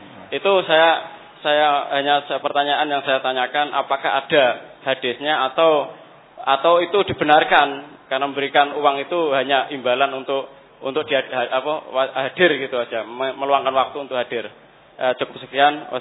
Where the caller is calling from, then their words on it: Bulu, East Java, Indonesia; Kami dari Bulu, Kecamatan Bancar, Tuban. Dari Tuban tetangga kecamatan sama Bapak tadi yang bertanya tadi.